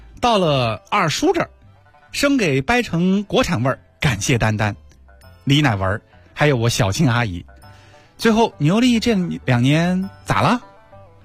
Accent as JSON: {"language": "Chinese", "region": "Beijing", "country": "China", "tie": "born there", "said": "咱生在北京工作在北京"}